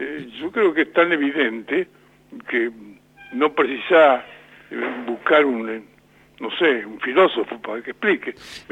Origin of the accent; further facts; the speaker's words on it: La Pampa, Argentina; Pero somos peronistas, somos pampeanos, somos argentinos, punto.